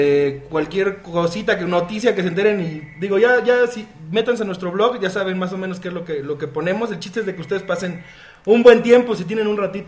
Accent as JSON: {"language": "Spanish", "country": "Mexico", "said": "como somos buenos mexicanos, pues hay que apoyarlo, ¿no?"}